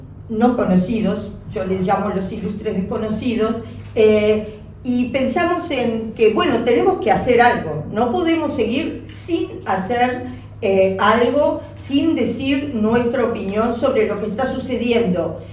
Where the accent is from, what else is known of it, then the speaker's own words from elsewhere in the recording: Uruguay; como uruguayos, no queremos que se repitan historias de holocaustos